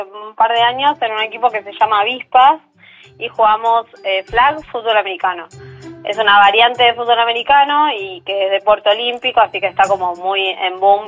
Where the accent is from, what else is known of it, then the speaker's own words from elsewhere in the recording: Argentina; la mayoría somos argentinas